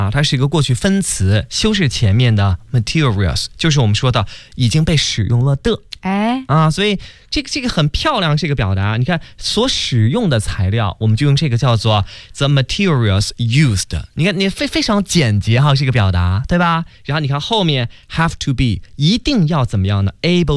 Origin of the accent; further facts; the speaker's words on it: Beijing, China; 刚才给大家说那是我们北京话哈